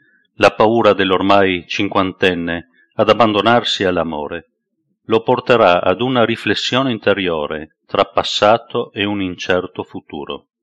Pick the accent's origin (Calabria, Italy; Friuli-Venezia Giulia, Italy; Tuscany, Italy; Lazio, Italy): Friuli-Venezia Giulia, Italy; Trieste; born there; Sono nato a Trieste nel 1959, dove vivo tuttora.